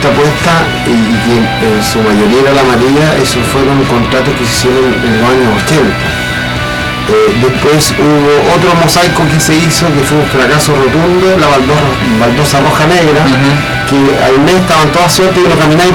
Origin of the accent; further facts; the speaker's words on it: Valparaíso, Chile; yo soy porteño de toda mi vida